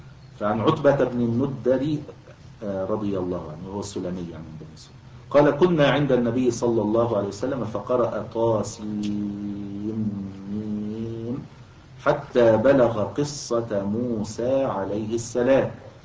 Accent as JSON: {"language": "Arabic", "country": "Egypt", "said": "ويعني كان موجودا عندنا في مصر الوقت قريب يعني في القرى"}